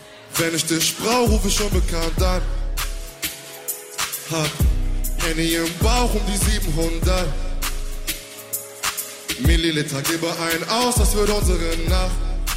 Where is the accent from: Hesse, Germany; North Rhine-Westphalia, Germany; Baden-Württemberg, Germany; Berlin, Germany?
North Rhine-Westphalia, Germany; Aachen; Vielleicht wisst ihr, ich bin auch aus Aachen, ja, nein, ja.